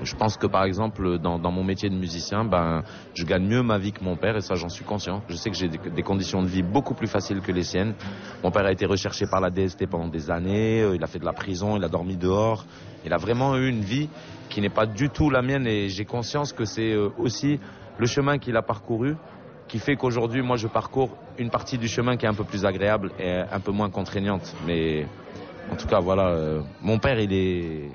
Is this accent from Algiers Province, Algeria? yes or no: yes; Algiers, Algiers Province, Algeria; quand j'étais à Alger, parce que j'ai grandi à Alger